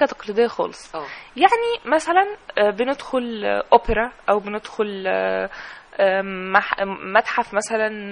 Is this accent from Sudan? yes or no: no; Egypt; احنا محتاجين الفنانين التشكيليين وفنانين العمارة عندنا في مصر